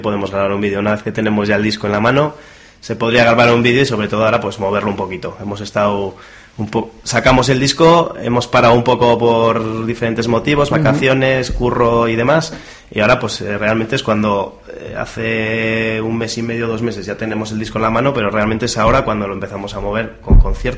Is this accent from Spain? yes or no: yes; Basque Country, Spain; decir que somos vascos, que somos euskaldunes, los tres además